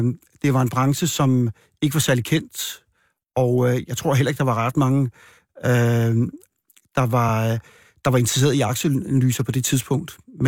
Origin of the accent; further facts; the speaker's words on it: Frederikshavn, North Denmark Region, Denmark; born there; Jeg er født i Frederikshavn, men jeg har aldrig boet der.